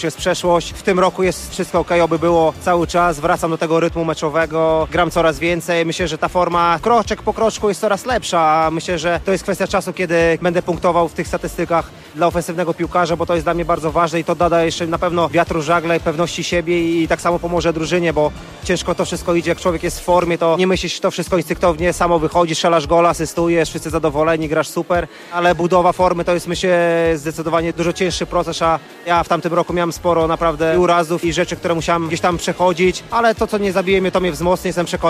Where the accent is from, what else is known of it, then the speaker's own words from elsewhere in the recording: Białystok, Podlaskie Voivodeship, Poland; jestem z Białegostoku, żona jest z Białegostoku